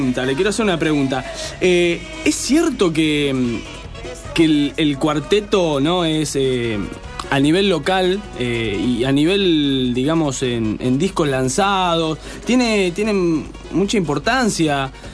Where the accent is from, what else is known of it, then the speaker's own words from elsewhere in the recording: Córdoba, Argentina; yo soy de Córdoba, me pueden notar mi tonito.